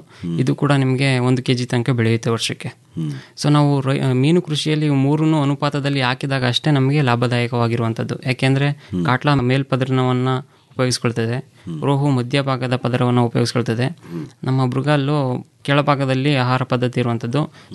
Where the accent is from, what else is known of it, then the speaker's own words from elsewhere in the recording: Mandya, Karnataka, India; ನಾನು ಮೂಲತಃ ಮಂಡ್ಯದವನು, ಮೈಸೂರು ಮಂಡ್ಯ